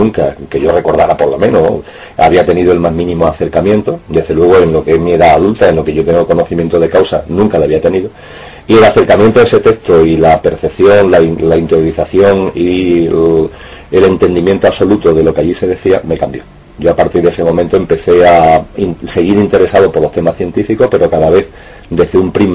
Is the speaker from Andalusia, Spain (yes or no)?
yes; Seville, Andalusia, Spain; yo como sevillano y como concejal me creía a pie juntillo